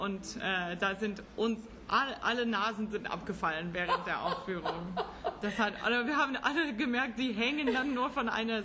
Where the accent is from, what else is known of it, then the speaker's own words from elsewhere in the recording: California, United States; Ich meine, ich komme aus Central Kalifornien. Jetzt sind es 45.000 Einwohner.